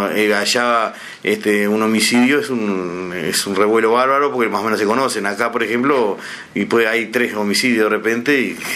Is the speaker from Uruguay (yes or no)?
yes; Rocha, Uruguay; now in Montevideo, Uruguay; Tengo 45 años, soy oriundo de Rocha.